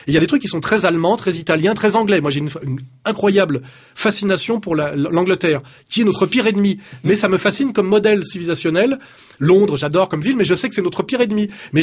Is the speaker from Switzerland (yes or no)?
no; France; je ne peux pas me permettre de vouloir qu'une autre équipe que l'équipe de France gagne, car je suis français